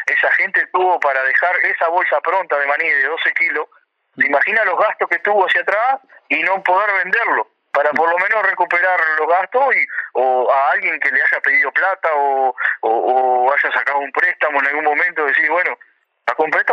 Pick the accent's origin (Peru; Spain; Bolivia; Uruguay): Uruguay; Cerro Largo; Yo soy de Cerro Largo, estoy en la zona de Cerro Largo. De Cerro.